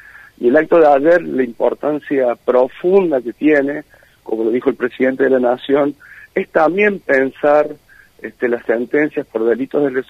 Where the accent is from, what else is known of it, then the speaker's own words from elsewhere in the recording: Argentina; lo que nos enorgullece como argentinos y argentinas en el mundo.